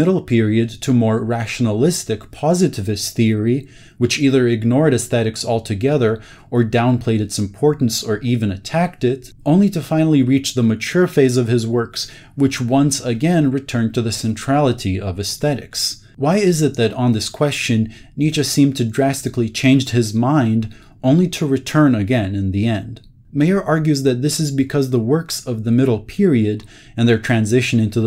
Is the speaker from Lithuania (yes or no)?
yes; Lithuania; Being Lithuanian myself, I wanted to learn more about the history of the socialist left in my home country